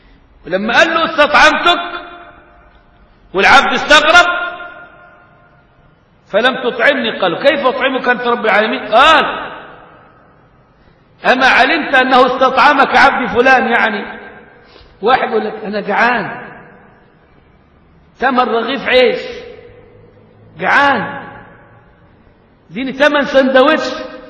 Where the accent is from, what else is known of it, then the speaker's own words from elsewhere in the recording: Egypt; غاية لما قيل في المثل عندنا كمصريين